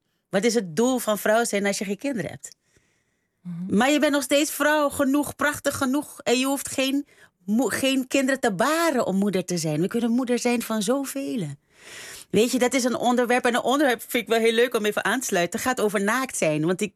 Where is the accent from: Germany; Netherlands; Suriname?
Suriname; we worden opgevoed, ik kom uit Suriname, en we worden opgevoed, doe maar normaal.